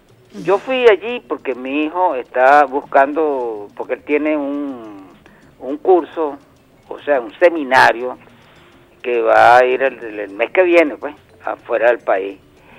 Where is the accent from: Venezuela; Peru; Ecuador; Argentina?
Venezuela; como venezolanos que somos.